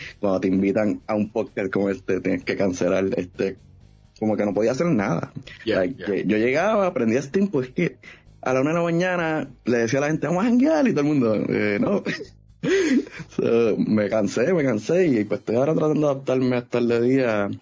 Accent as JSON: {"language": "Spanish", "town": "Bayamón", "country": "Puerto Rico", "tie": "born or raised there", "said": "Pues mira, yo soy una persona del pueblo del Chicharrón, acá en Bayamón, donde, desde chiquito adicto a los videojuegos"}